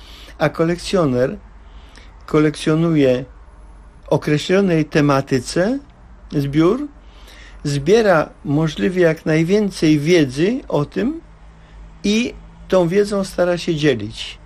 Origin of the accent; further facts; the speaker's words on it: Warsaw, Masovian Voivodeship, Poland; Mam udowodnione pochodzenie, czwarte pokolenie w Warszawie. Trudno, żebym ja jako rdzenny warszawiak co nieco nie wiedział o różnych rzeczach z tą Warszawą związanych.